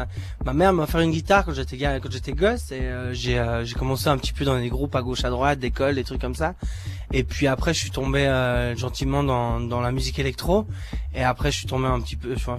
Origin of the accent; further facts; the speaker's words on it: Chile; moved away as an adult; also born or lived in Switzerland; Moi je suis moitié suisse, moitié chilien. Je suis né en Suisse, mes parents se sont séparés quand j'étais petit et je suis parti avec ma mère au Chili et j'ai vécu jusqu'à l'âge de 22 ans, 21 ans